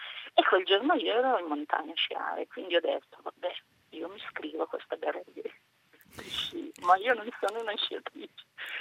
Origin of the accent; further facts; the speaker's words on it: Lombardy, Italy; now in Milano, Italy; io abito a Milano ma vengo dalla Bergamasca, il carnevale, e ho 59 anni